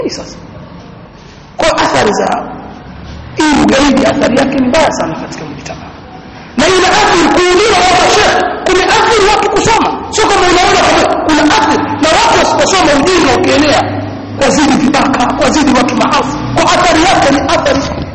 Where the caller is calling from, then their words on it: Kigoma, Tanzania; mimi napiga simu natoka Kigoma